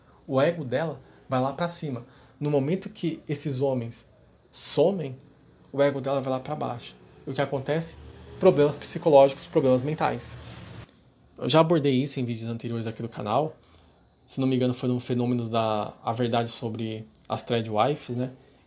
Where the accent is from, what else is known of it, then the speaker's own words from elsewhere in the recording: São Paulo, Brazil; Eu sou de São Paulo, pessoal.